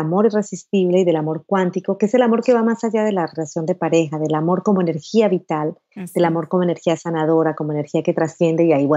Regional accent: Putumayo, Colombia; born there; lo que me enseñó mi abuelo allá en el Putumayo, en el Amazonas colombiano, que es donde yo nací.

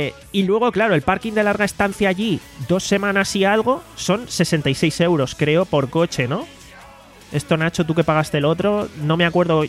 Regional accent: Alicante, Valencian Community, Spain; somos de Alicante, de aquí no hay vuelo directo ni muchísimo menos, entonces tenemos que salir desde Madrid

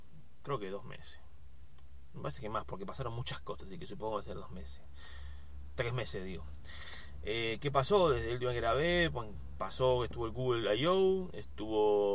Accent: Argentina; Soy de Argentina.

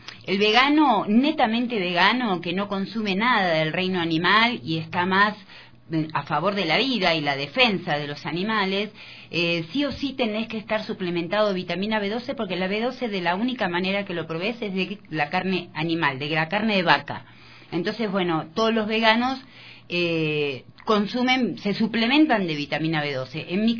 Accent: Argentina; yo soy argentina

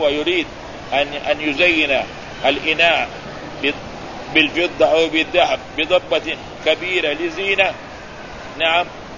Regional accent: Mecca, Makkah Province, Saudi Arabia; فكانوا أول عندنا في مكة هنا كما يعرفون اللي يكون عمره 50 سنة

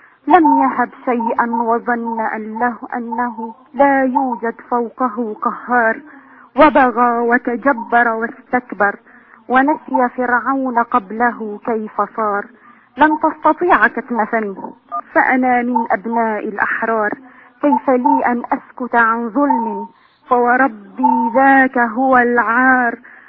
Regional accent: Aleppo, Aleppo Governorate, Syria; أنا من أهل حلب والله إنا ليدني قلبي حال إخواتنا في سوريا

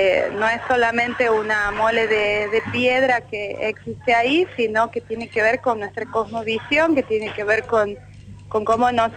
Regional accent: La Rioja, Argentina; Nací en La Rioja y vivo todavía en La Rioja.

